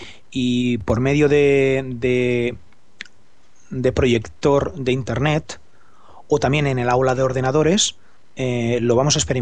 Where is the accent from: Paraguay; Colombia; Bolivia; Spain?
Spain; Barcelona, Catalonia; Soy profesor de España, Barcelona, y doy actualmente clases en sexto de primaria.